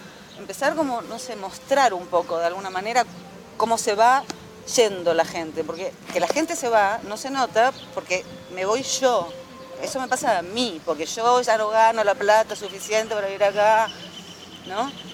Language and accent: Spanish; Spain; now in Argentina; nosotros venimos de España, donde la cosa se fue al carajo y nadie compraba nada